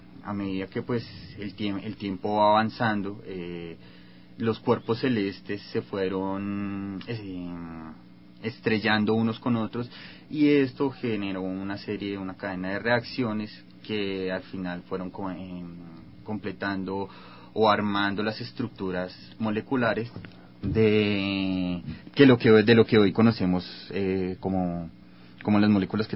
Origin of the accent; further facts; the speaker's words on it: Bogotá, Colombia; yo vengo de la ciudad de Bogotá. Soy químico de la Universidad de Ciencias Aplicadas Ambientales de Colombia.